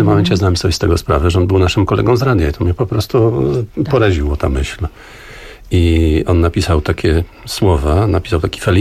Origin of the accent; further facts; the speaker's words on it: Augustów, Podlaskie Voivodeship, Poland; bo ja pochodzę z Augustowa.